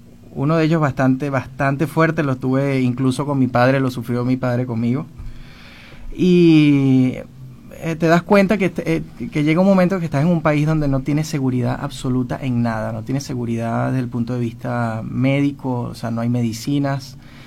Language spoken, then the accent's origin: Spanish; Caracas, Capital District, Venezuela; moved away as an adult; now in Argentina; tengo 40 años, vivía en Caracas, soy caraqueño de nacimiento, y bueno, ya con 2 meses aquí en Argentina.